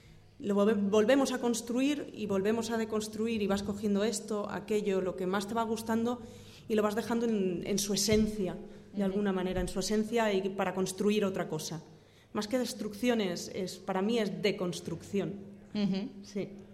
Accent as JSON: {"language": "Spanish", "town": "Valencia", "region": "Valencian Community", "country": "Spain", "moved": "yes", "lives_now": "Granada, Spain", "said": "Yo me vine aquí por casualidades, yo soy de Valencia, y me vine aquí por casualidades de la vida, me quedé aquí"}